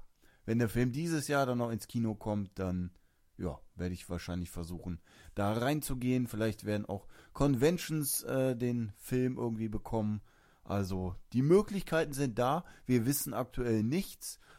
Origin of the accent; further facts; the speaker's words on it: Germany; dann ist man natürlich privilegiert, sag ich mal, jetzt von uns als Deutscher aus gesehen.